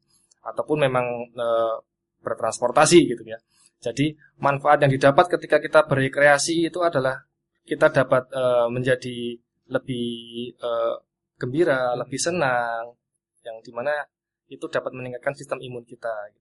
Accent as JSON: {"language": "Indonesian", "town": "Klaten", "region": "Central Java", "country": "Indonesia", "said": "Saya dari Klaten, mas."}